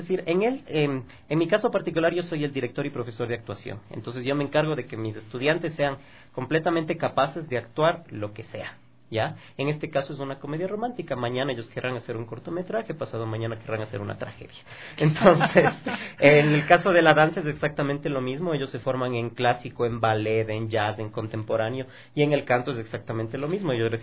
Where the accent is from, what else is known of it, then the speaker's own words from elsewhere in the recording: Ecuador; lo que somos como personas, como ecuatorianos, como artistas.